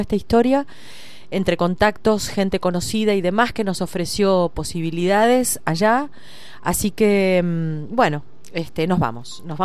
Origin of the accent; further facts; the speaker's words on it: Buenos Aires, Argentina; now in Punilla, Argentina; yo soy de Buenos Aires, uh-huh. Vivo hace 20 años en Punilla. Pero bueno, nunca se pierden los lazos. Tengo familia allá, gente muy querida, amigos.